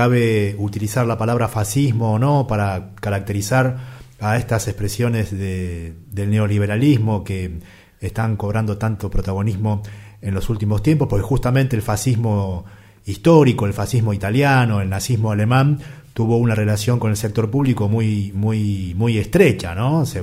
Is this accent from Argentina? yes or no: yes; Bariloche, Río Negro, Argentina; Uno se toma un taxi en Buenos Aires, el tachero te pregunta de dónde viene usted, yo le digo vengo de Bariloche